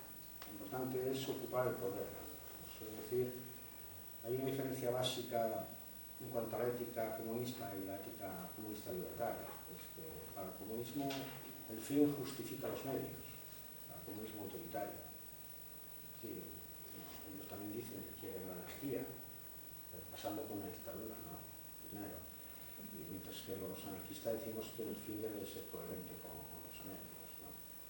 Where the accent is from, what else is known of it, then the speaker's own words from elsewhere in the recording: Asturias, Spain; yo también me siento orgulloso de ser asturiano